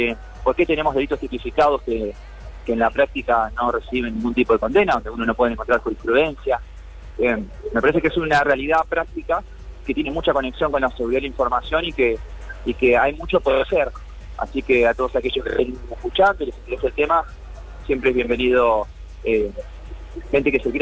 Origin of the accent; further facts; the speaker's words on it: Santa Fe, Argentina; Yo como santafesino debería inscribir una base de datos en mi provincia